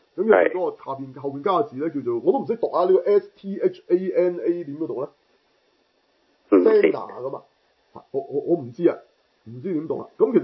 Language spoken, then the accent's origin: Cantonese; China; 同埋我哋中国人嚟嘅